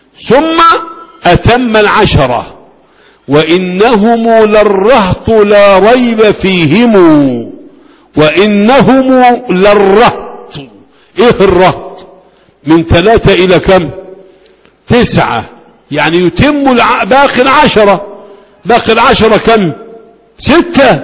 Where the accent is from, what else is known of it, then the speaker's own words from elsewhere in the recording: Faqous, Sharqia Governorate, Egypt; كان يسكن بلدتي في هربيط مركز أبو كبير، ويأتي إلى بلدنا فاقوس